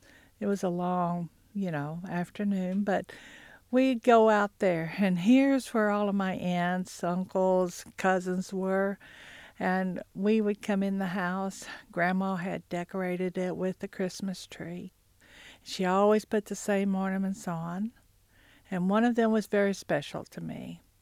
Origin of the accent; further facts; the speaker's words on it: Hulbert, Oklahoma, United States; I grew up in Hulbert, which is in the western part of Cherokee County. That's where all of my mother's side of the family lived.